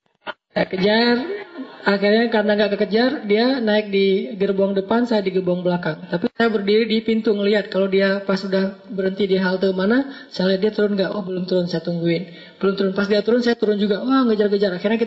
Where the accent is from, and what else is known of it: Aceh, Indonesia; born or raised there